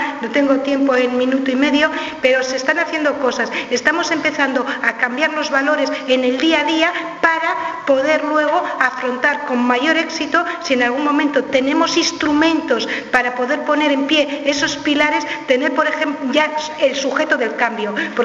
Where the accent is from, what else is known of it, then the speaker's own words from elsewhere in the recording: Catalonia, Spain; porque repito, soy catalana, lo digo allí